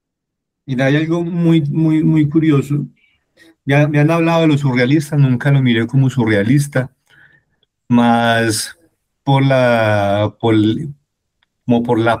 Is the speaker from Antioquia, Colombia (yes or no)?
yes; Fredonia, Antioquia, Colombia; born there; also born or lived in Medellín; now in Bogotá, Colombia; yo sí nací en Fredonia y después viví en Medellín cuando estudié periodismo en la universidad.